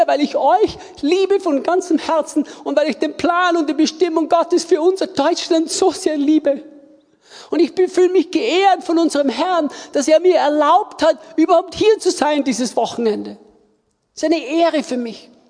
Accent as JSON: {"language": "German", "country": "Austria", "said": "Und ich sagte zu ihm, ich bin Österreicher."}